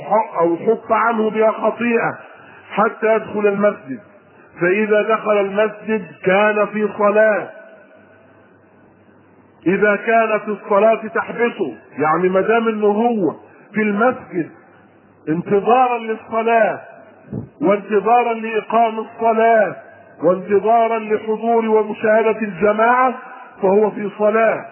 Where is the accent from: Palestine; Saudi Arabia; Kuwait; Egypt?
Egypt; وطبعا نحن كمصريين وعادات طعامنا الثوم والبصل ركن ركين في طبيخنا واكلنا وطعامنا